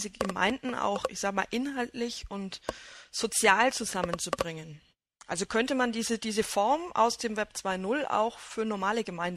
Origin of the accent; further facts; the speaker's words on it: Bavaria, Germany; Also ich denke da jetzt gerade beispielsweise an die Heimatbistümer, wo ich herkomme